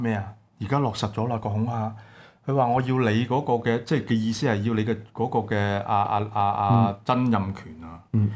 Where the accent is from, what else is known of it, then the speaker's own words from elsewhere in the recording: Hong Kong; 你看到今日呢又再測試我們香港人底線